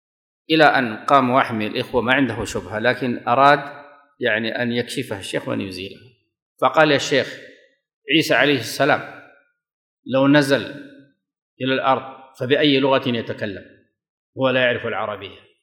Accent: Sudan; هذا كان يقال عندنا في السودان

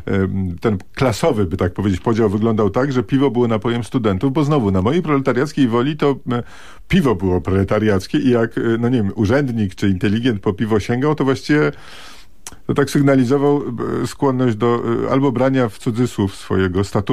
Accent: Warsaw, Masovian Voivodeship, Poland; moje dzieciństwo upłynęło na warszawskiej Woli no troszkę później niż pańskiej, nie da się ukryć.

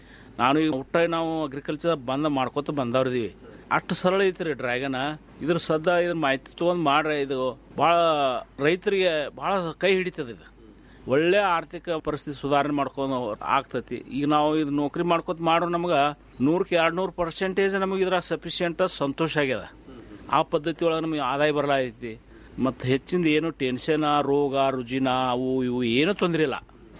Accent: Ratnapur, Karnataka, India; ನಮ್ಮ ಊರು ರತ್ನಾಪುರ, ತಾಲೂಕು ತಿಕೋಟ, ಜಿಲ್ಲಾ ಬಿಜಾಪುರದವ್ರು.

